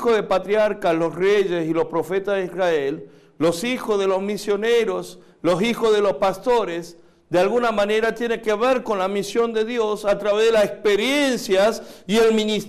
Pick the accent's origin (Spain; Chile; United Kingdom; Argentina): Argentina; also born or lived in Korea / United States; now in Mexico; nací en Corea, crecí en Argentina, estudié en Estados Unidos, ahora estoy aquí en México ministrando.